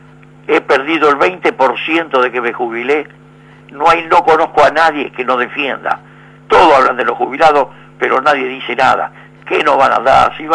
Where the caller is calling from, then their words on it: Buenos Aires, Argentina; del barrio de Versalles.